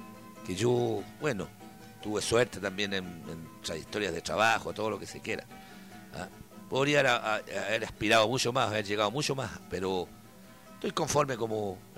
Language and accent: Spanish; Valparaíso, Chile; somos porteños todos, pero como le digo, es un cerro especial.